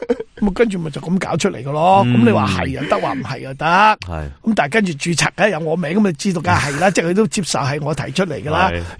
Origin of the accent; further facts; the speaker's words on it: China; moved away; 我喺海外生活咗咁多年，我哋中国人俾人虾，我试过嘛